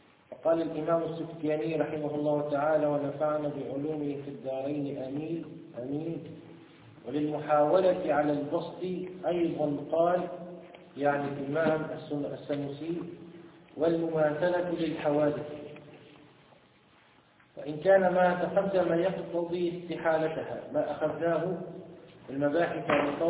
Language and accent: Arabic; Tunisia; في بلادنا تونس